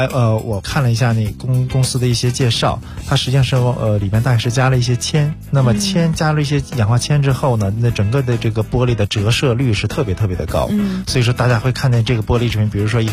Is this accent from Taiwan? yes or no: no; China